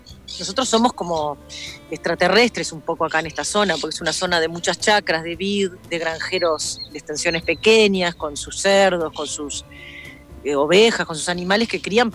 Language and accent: Spanish; Paysandú, Uruguay; yo soy de Paysandú, mi viejo es ingeniero agrónomo, me crié en varias estancias que mi padre trabajaba